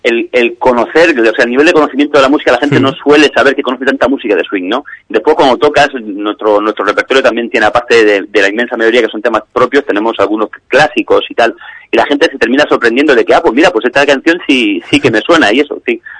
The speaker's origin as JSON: {"language": "Spanish", "town": "Alicante", "region": "Valencian Community", "country": "Spain", "said": "personas de aquí, de la Vega Baja del Segura, en Alicante. Tenemos dos miembros que están residiendo de manera permanente en Madrid, pero sí, somos de aquí, de Alicante."}